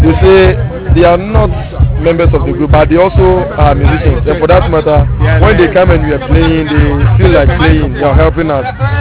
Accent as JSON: {"language": "English", "region": "Western Region", "country": "Ghana", "said": "In fact, I'm from the Western region of Ghana."}